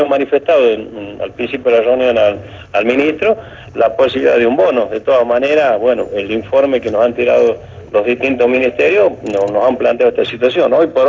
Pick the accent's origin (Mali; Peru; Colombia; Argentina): Argentina; La Rioja; Yo creo que como riojano, si bien el otro año hay elecciones